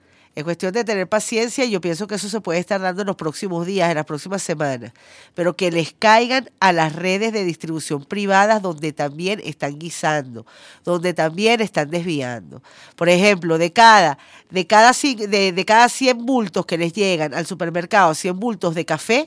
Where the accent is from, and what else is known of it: Venezuela